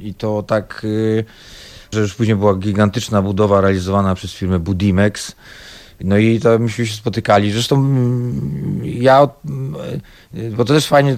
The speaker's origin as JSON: {"language": "Polish", "region": "Silesian Voivodeship", "country": "Poland", "said": "no my jako Ślązacy z krwi i kości"}